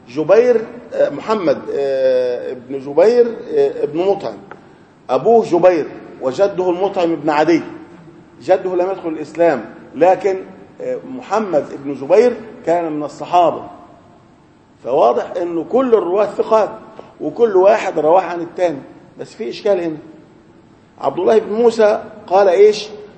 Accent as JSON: {"language": "Arabic", "region": "Upper Egypt", "country": "Egypt", "said": "لكن الان في بعض القرى عندنا في الصعيد الناس لا عندهم مكيفات"}